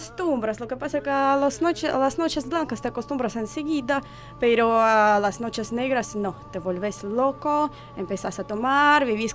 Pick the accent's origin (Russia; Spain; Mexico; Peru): Russia; Saint Petersburg; Spanish is a second language; now in Argentina; Yo soy del norte, de San Petersburgo.